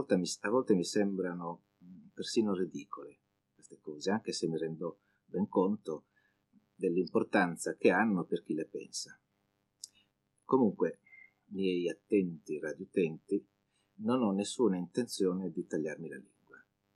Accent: Sardinia, Italy; Anch'io devo essere un po' brontosardo, innamorato della mia terra.

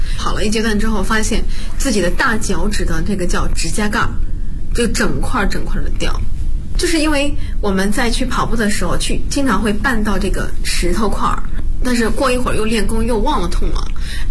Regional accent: Bozhou, Anhui, China; 我是华佗五禽系第59代传承人，我来自安徽亳州。

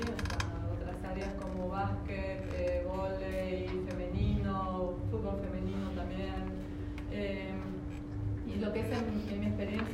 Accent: Bariloche, Río Negro, Argentina; soy de Bariloche, así que desde muy chiquita que compito

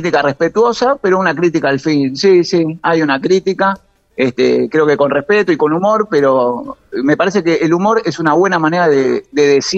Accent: Banfield, Buenos Aires Province, Argentina; Sí, yo nací a media cuadra de la cancha de Banfield y sigo viviendo en el barrio. Así que 43 años en Banfield.

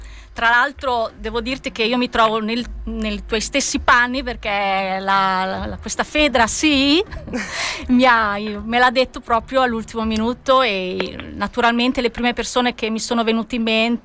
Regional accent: Emilia-Romagna, Italy; Vabbè, sono romagnola, sono vicinissima.

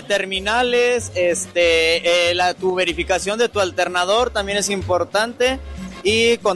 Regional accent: Guanajuato, Mexico; Estoy de Guanajuato, Guanajuato.

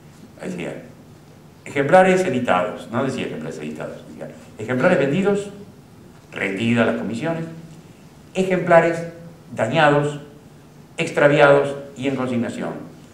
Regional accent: Quilmes, Buenos Aires Province, Argentina; Compraba 1 o 2 de esos libros por mes a un vendedor a domicilio que había en mi pueblito Quilmes.

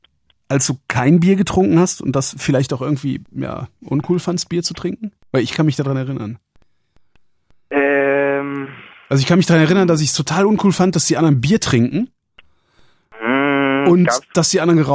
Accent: West Germany, Germany; ich bin hier im Westen groß geworden.

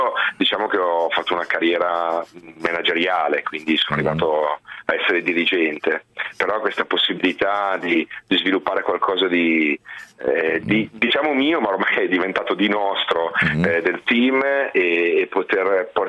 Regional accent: Biella, Piedmont, Italy; A Biella.

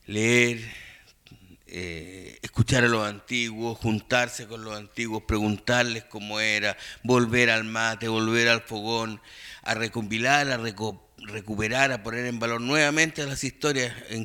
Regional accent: Los Lagos, Chile; Estoy de vuelta en mi tierra. Yo viví 6 años aquí en Chiloé. Soy de los Palafitos de Gamboa

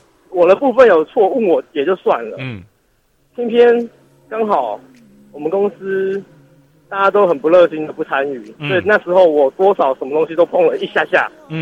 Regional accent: Taipei, Taiwan; 我是台北的

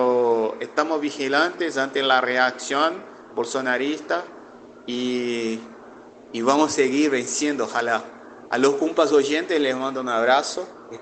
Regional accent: Amaraji, Pernambuco, Brazil; Acá en mi pueblo, por ejemplo, llamado Amaragi, que queda a 100 kilómetros de la capital de mi provincia, Pernambuco

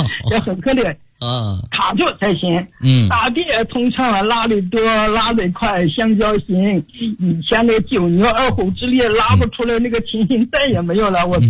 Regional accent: Foshan, Guangdong, China; 我来自广东佛山，今年已经84周岁了。

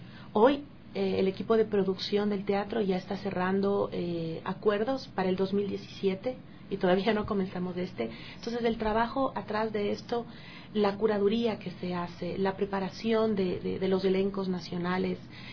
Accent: Ecuador; Bueno, como ecuatorianos es un placer y un orgullo el poder decir el cartel que también nos va a acompañar.

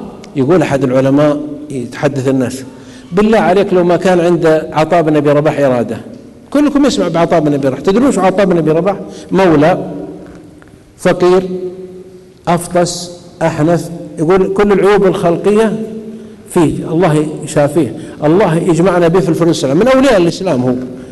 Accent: Saudi Arabia; عندنا في السعوديه

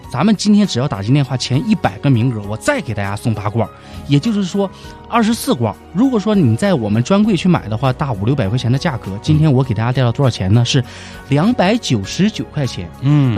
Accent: Dalian, Liaoning, China; accent: Dalian; 用我们大连话太瘦了，不肥呀

